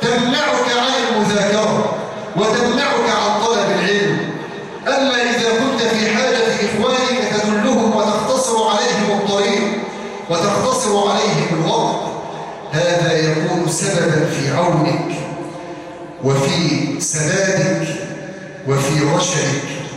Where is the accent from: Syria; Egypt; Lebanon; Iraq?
Egypt; واجعل بلادنا مصر آمنة مطمئنة سخاء رخاء